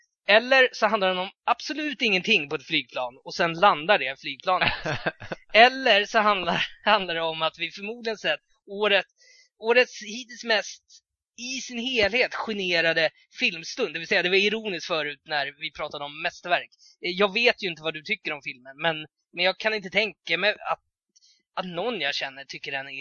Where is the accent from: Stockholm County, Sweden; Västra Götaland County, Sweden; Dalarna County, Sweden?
Stockholm County, Sweden; Tullinge; Jag är uppvuxen i Tullinge